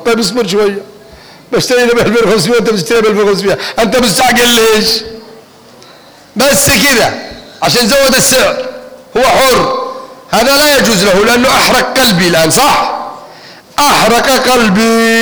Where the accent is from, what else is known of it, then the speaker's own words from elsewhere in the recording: Yemen; واحنا يمنيين والمصريين دمنا واحد ودمنا مشترك